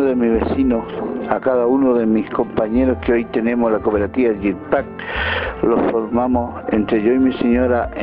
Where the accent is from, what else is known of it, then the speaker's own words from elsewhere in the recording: J.J. Gómez, Río Negro, Argentina; de JJ Gómez